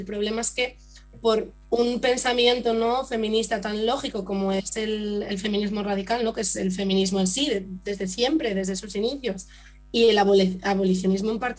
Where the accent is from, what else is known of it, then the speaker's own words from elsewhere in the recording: Asturias, Spain; porque siendo nosotras asturianas, que algunas de nosotras